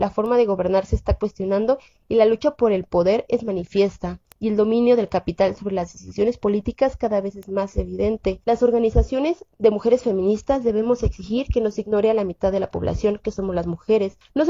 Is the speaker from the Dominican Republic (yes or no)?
no; State of Mexico / Mexico City, Mexico; somos morritas del Estado de México y de la Ciudad de México